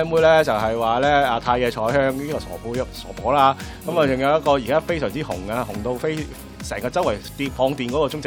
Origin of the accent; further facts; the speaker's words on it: Hong Kong; 我係香港人啦，咁我雖然識唔係好識日文啦，咁我就同佢講，喂，我係嚟自香港嘅。